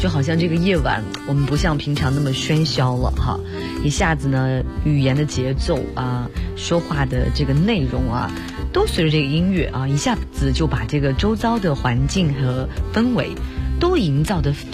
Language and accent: Chinese; Northeast China, China; 你知道我们东北人管这个就是这个